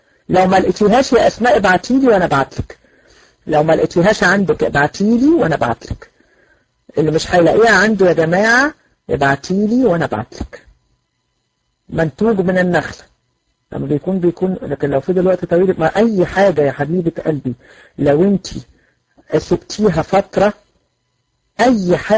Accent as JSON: {"language": "Arabic", "country": "Egypt", "said": "لا انا من مصر"}